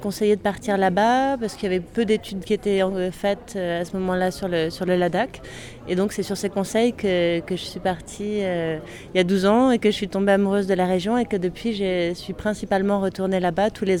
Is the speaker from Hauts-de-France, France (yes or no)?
no; Puy-Saint-Vincent, Provence-Alpes-Côte d'Azur, France; Je viens moi-même d'un petit village des Hautes-Alpes puisque je suis née et j'ai grandi à Puy-Saint-Vincent. Et mes grands-parents paternels étaient agriculteurs.